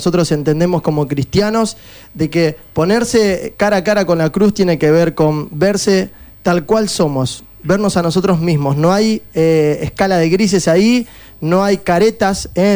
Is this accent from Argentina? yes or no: yes; Argentina; lo peor que nos puede pasar como argentinos es caer en la división.